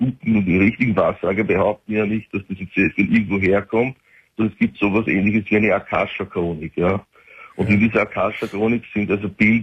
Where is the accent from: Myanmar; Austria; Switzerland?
Austria; Ja, ich bin Österreicher.